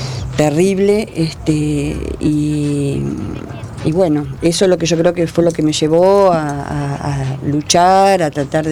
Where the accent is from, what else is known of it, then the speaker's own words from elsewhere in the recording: Uruguay; moved away as an adult; now in Argentina; nosotros somos mi marido era uruguayo, yo soy uruguaya. Yo me casé a los 19 años, nos casamos en Uruguay y nos vinimos para acá, para la Argentina.